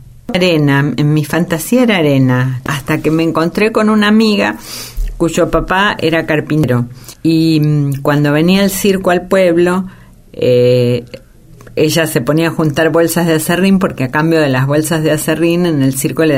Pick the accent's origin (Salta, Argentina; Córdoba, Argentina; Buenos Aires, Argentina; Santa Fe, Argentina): Buenos Aires, Argentina; Sí, yo viví en Caballito y mi patria chica es el Parque Rivadavia, que en esa época todavía le decían Plaza Lezica.